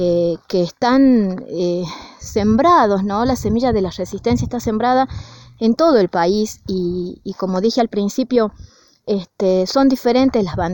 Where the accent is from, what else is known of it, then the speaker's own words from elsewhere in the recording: Andalgalá, Catamarca, Argentina; lo que está ocurriendo hoy en Andalgalá, en mi pueblo